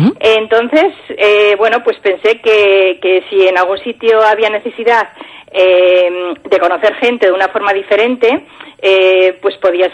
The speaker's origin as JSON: {"language": "Spanish", "town": "Pamplona", "region": "Navarre", "country": "Spain", "said": "bueno, yo soy de Pamplona, ¿vale? Por nuestra mentalidad pues igual nos choca un poco el acudir a este tipo de encuentros."}